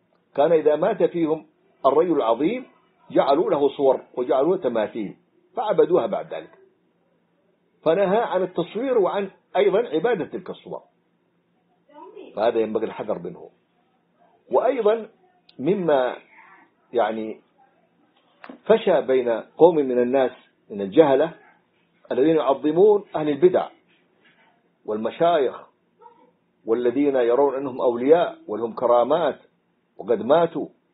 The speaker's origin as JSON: {"language": "Arabic", "region": "Hadramaut", "country": "Yemen", "said": "رأيتها صورة أحد الدجاجلة عندنا في حضرموت"}